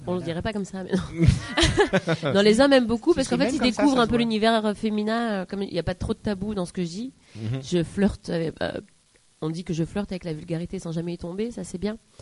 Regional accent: Nice, Provence-Alpes-Côte d'Azur, France; je viens de Nice et j'ai beaucoup bossé sur Nice, dans le sud, Marseille, tout ça. J'ai plutôt pas mal de bourlingué en France avant de venir à Paris.

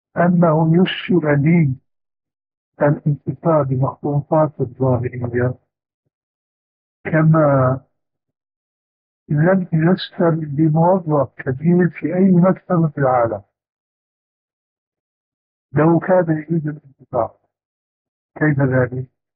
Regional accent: Syria; وبلغت شيرة أيضا يقولون عندنا في الشام

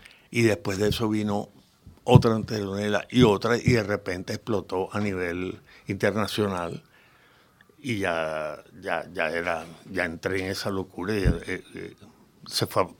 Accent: Valencia, Carabobo, Venezuela; also born or lived in Caracas; Nací en Caracas, Venezuela. Sí, y mi niñez fue una niñez muy afortunada. Por el hecho de que, aunque nací en Caracas, vivíamos en Valencia, una ciudad del interior.

